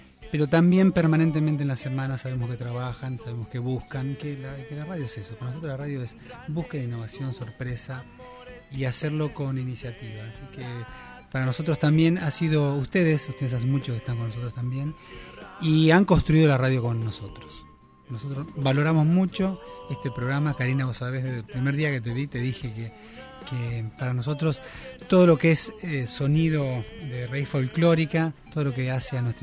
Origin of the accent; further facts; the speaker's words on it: Presidencia Roque Sáenz Peña, Chaco, Argentina; also born or lived in Uruguay; Yo nací en Uruguay, pero de chiquito me fui a criar allá. A Presidencia, a la plaza.